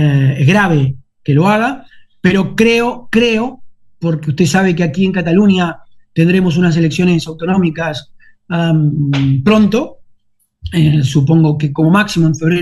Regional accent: Uruguay; now in Spain; Yo soy muy uruguayo y me siento muy uruguayo. Y parlo catalán y no tengo cap problema en hablar catalán.

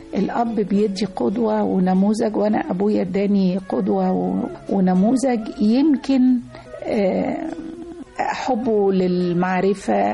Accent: Monufia Governorate, Egypt; إحنا من المنوفية، من كفر المصر.

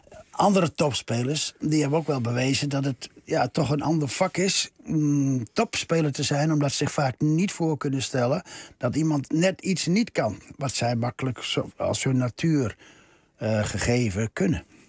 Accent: Netherlands; En ik kwam uit de Nederlandse cultuur.

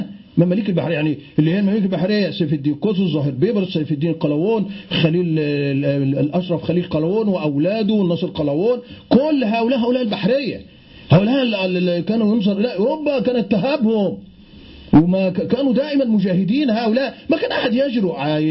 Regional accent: Egypt; يعني عندنا في مصر يقولون على النيل بحر،

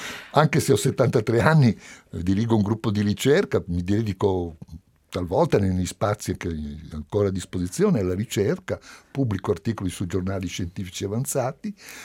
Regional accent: Palermo, Sicily, Italy; born there; pur essendo io nato a Palermo

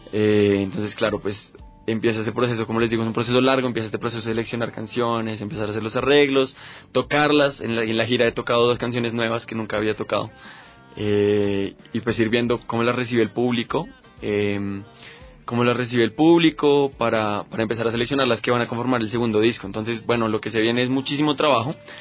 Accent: Bogotá, Colombia; Y ya regreso a mi tierra, Bogotá, a descansar unos días

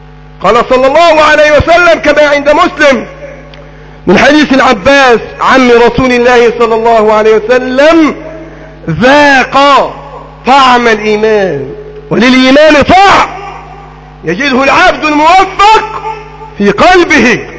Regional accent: Egypt; اللهم احفظ بلدنا مصر

